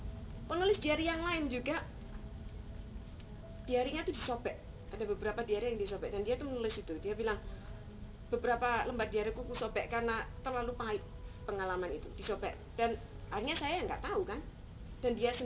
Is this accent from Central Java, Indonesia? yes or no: no; Surabaya, East Java, Indonesia; saya bilang, saya ini orang Indonesia, saya bilang, lahir besar di Surabaya.